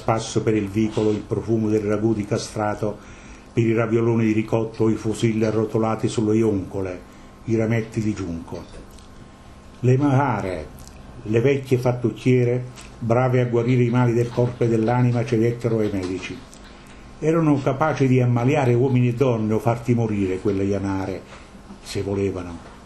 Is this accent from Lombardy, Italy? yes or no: no; Campania, Italy; moved away; io vengo dal Cilento, nel Cilento si vive 10 anni di più.